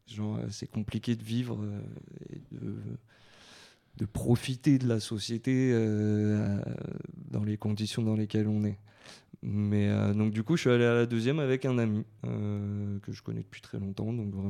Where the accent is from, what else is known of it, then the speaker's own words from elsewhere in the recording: Montreuil, Île-de-France, France; Je suis de Montreuil, j'habite à Croix-de-Chavaux depuis toujours.